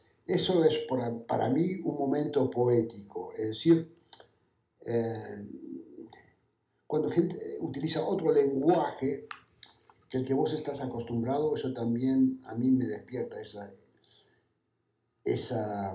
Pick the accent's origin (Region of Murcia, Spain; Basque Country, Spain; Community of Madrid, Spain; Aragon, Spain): Aragon, Spain; Calanda; Esta mañana tuve que ir muy temprano desde mi pueblo, que estoy ahí en Aragón, en Calanda.